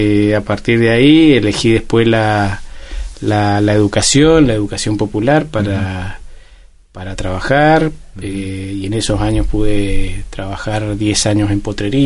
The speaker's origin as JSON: {"language": "Spanish", "town": "Guaymallén", "region": "Mendoza", "country": "Argentina", "tie": "born or raised there", "said": "que somos nacidos y criados en Guaymallén."}